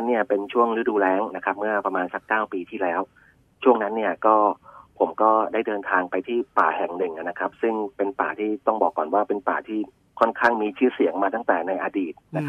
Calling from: Bangkok, Thailand; ย่านเกษตรนวมินทร์ครับผม

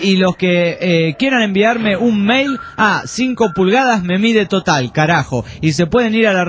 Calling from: Acámbaro, Guanajuato, Mexico; de México dice, acá, Acambaro, para ser exacto.

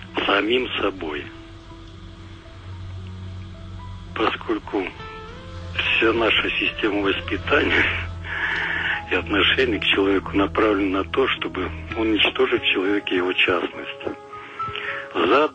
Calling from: Samara, Samara Oblast, Russia; Я из Самары.

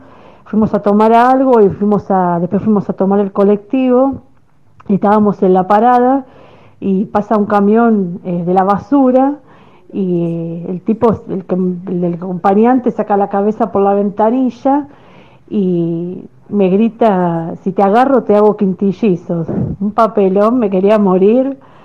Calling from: Villa Pueyrredón, Buenos Aires, Argentina; de Villa Pueyrredón.

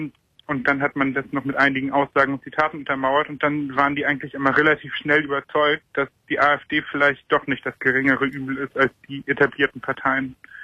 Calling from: Schleswig-Holstein, Germany; Ich komme aus Schleswig-Holstein, also ich habe das alles von außen mitverfolgt.

